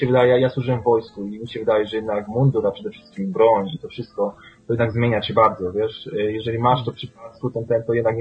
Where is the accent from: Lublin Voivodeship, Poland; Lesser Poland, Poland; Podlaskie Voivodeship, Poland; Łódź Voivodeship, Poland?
Łódź Voivodeship, Poland; Łódź; ja jestem łodzianinem i po prostu jestem z dzielnicy takiej, gdzie miałem styczność z policją